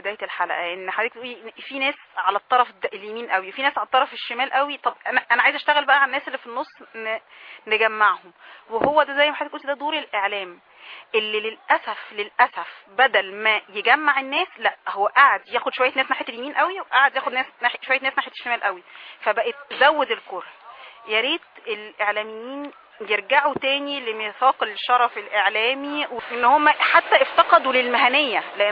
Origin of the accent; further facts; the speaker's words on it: Egypt; إحنا كلنا مصريين، كلنا عشنا في البلد دي وتربينا عليها، وكلنا اخوات وعيله واحده.